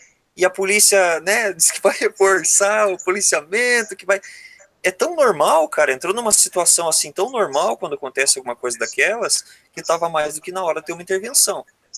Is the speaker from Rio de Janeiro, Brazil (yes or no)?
no; Paraná, Brazil; Porque eu sou do Paraná.